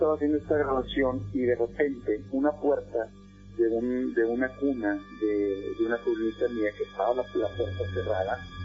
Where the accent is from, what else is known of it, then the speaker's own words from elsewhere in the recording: Monterrey, Nuevo León, Mexico; Yo soy de Monterrey, Nuevo León.